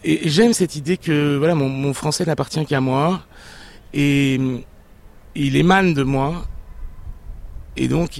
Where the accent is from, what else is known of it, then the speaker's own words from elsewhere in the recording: Niort, Nouvelle-Aquitaine, France; Et je viens de l'ouest de la France, une petite ville qui s'appelle Niort, et dans laquelle rien ne me prédisposait ni au grand voyage, ni aux rencontres avec l'Orient arabe.